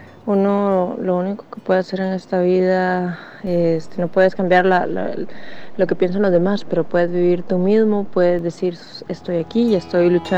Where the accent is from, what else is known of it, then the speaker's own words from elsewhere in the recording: Costa Rica; also born or lived in Peru; tengo 29 años, nací en Perú, pero vivo en Costa Rica desde que tenía 6.